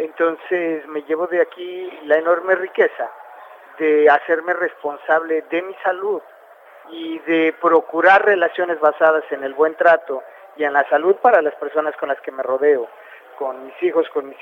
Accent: Mexico; el machismo es una construcción cultural que se acuñó en mi país, en México

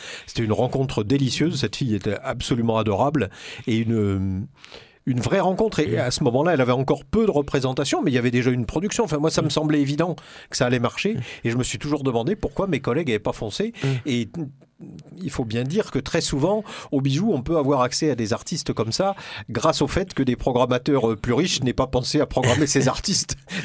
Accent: Cahors, Occitanie, France; en plus je venais de Cahors, de la préfecture, quoi

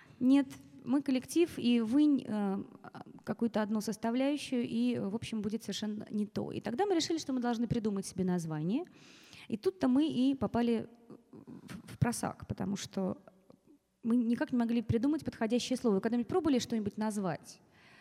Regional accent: Smolensk, Smolensk Oblast, Russia; Я родилась в городе Владивостоке, в семье актеров, и очень много переезжала по стране, выросла, в конце концов, в Смоленске, он же считается моим родным городом.

